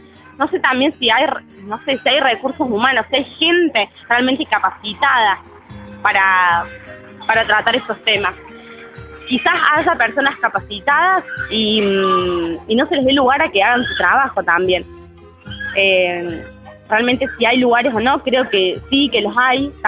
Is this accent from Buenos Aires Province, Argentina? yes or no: no; La Cumbre, Córdoba, Argentina; Yo soy de La Cumbre, así que viajo todos los días y vuelvo a mi casa a las 10:30 de la noche, 11, cuando salgo del colegio. Y nunca había tenido miedo, vivo en un barrio en la entrada de La Cumbre